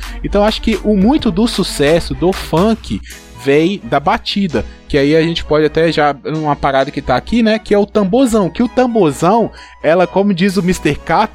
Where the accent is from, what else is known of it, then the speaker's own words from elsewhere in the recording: Minas Gerais, Brazil; Assim, eu não sou baiano, eu sou mineiro.